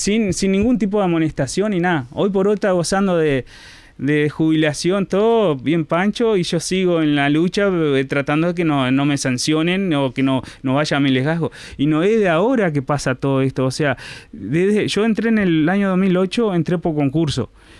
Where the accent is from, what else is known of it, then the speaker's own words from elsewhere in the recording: Bella Unión, Artigas, Uruguay; yo soy de Bella Unión. Nací, me crié dentro del sindicato de Utaca